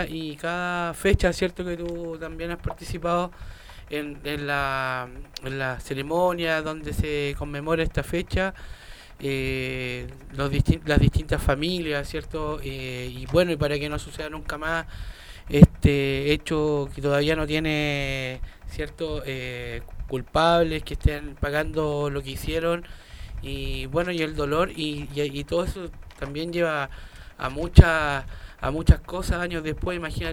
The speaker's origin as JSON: {"language": "Spanish", "town": "San Bernardo", "region": "Santiago Metropolitan Region", "country": "Chile", "tie": "born or raised there", "said": "Nací y criado en San Bernardo, familia criado."}